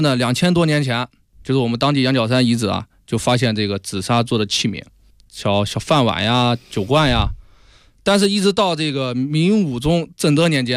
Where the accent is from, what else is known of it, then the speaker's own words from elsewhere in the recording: Yixing, Jiangsu, China; 到了我们老家，到了宜兴。